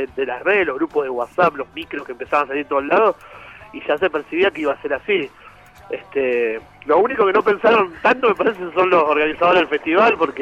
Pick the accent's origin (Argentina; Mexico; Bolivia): Argentina; Hurlingham, Buenos Aires Province; Yo soy de Hurlingham, sí.